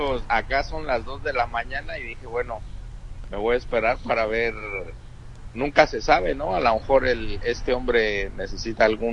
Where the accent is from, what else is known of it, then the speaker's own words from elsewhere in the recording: Mexico City, Mexico; No, pues porque soy chilango